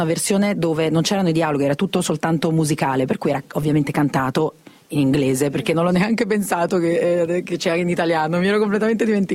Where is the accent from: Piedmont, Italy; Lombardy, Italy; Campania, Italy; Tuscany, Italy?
Campania, Italy; Naples; perché è bellissimo, per me da napoletana